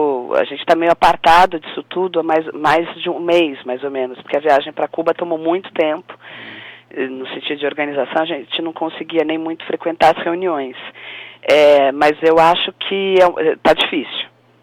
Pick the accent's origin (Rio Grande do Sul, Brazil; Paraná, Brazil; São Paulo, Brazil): São Paulo, Brazil; Ribeirão Preto; also born or lived in Brasília; Na verdade, eu sou paulistana, mas vivi muitos anos em Brasília, porque meu pai era funcionário público. E depois eu fui para Ribeirão Preto e me sinto de Ribeirão Preto, assim, tá. Do interior. Até porque a família é toda de lá.